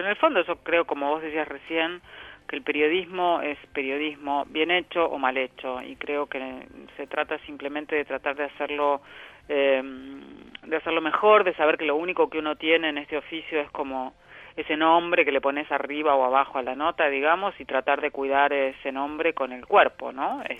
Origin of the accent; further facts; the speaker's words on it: Junín, Buenos Aires Province, Argentina; yo nací ahí en Junín.